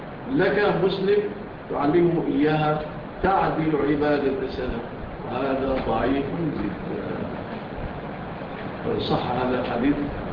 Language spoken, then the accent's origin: Arabic; Egypt; إحنا طبعا مشهور عندنا في مصر الفول إيه؟